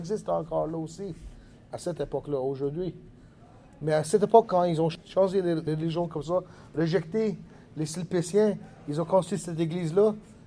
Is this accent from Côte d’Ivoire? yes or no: no; Kanesatake, Quebec, Canada; French is a second language; J'étais 18 ans quand ça a déclenché. J'étais impliqué depuis que je suis 17 avec la lutte pour la terre chez nous, à Calasadague.